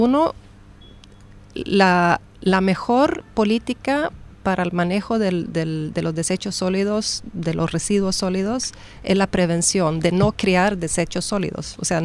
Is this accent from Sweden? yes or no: yes; Sweden; Spanish is a second language; en Suecia, que yo vengo de Suecia